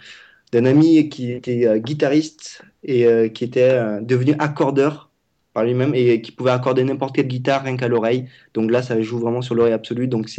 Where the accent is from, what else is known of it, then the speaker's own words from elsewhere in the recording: Vietnam; Pour ceux qui ne savent pas, je parle vietnamien, je suis vietnamien.